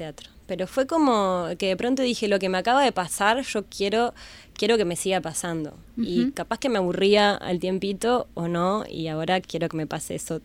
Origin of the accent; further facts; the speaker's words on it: Pando, Canelones, Uruguay; now in Montevideo, Uruguay; yo soy de Pando y viví hasta hace unos años ahí, mi familia está allá, y era muy difícil a mis 14 años encontrar un lugar en Pando